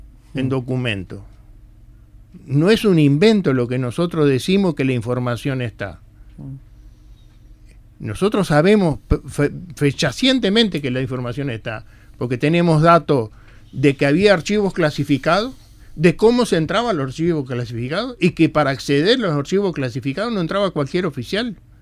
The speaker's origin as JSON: {"language": "Spanish", "country": "Uruguay", "said": "tal vez porque somos uruguayos también, y nos cuesta muchas veces sacar a luz determinadas cosas"}